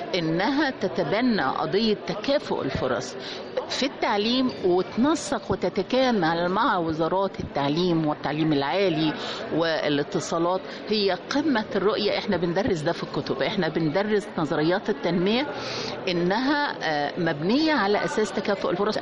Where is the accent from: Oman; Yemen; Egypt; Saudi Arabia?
Egypt; الحقيقة أنا فخورة كمصرية النهاردة